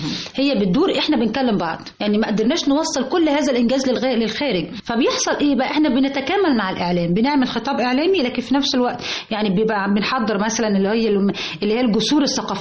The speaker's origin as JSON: {"language": "Arabic", "country": "Egypt", "said": "كلنا نستاء جدا كمصريين لما نكون عاملين إنجازات وناجحين"}